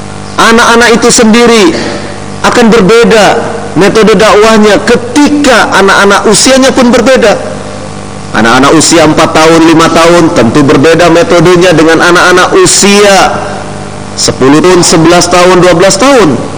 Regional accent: Cirebon, West Java, Indonesia; Walaupun dari Solo, tapi aslinya saya dari Cirebon.

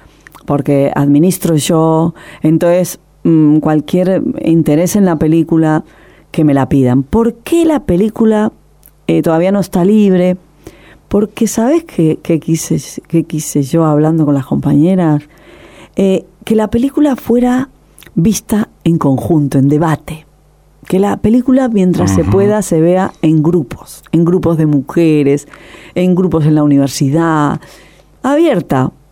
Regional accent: Basque Country, Spain; La Solidaridad ha hecho subtítulos en inglés, en francés, en euskera, en mi País Vasco.

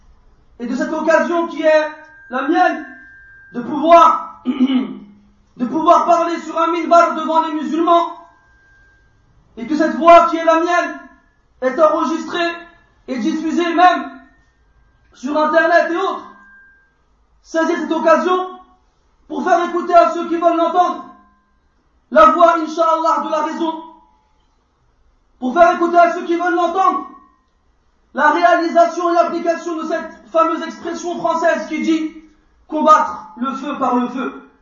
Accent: France; Je suis né en France. Je suis né en France. Et depuis la maternelle jusqu'à l'université, j'ai étudié en France.

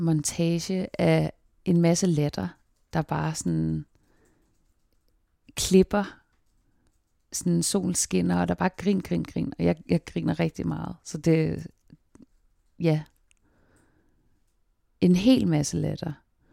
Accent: Zealand, Denmark; now in Copenhagen, Denmark; jeg kommer fra Falster, hvor jeg har gået gymnasiet og boede også alene i en periode, arbejdet og bare havde sabbatår. Besluttede mig for at flytte til København

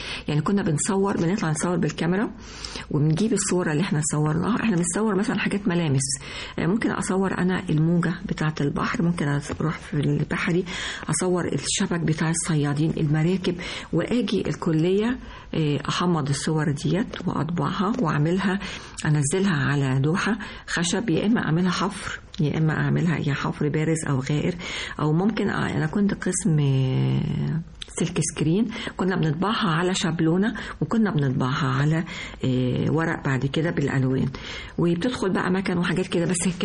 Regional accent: Egypt; فيعني احنا يعني كمصريين احنا

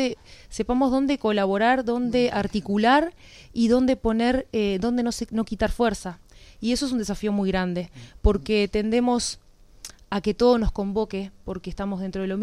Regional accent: Progreso, Canelones, Uruguay; Yo soy de Progreso, pero tengo el corazón en Santa Lucía.

